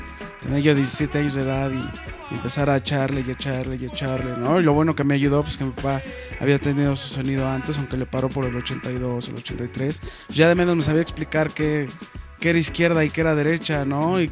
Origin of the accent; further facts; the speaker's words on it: Mexico City, Mexico; born there; Tengo 27 años de edad y vivo en Distrito Federal, nací en el Distrito Federal.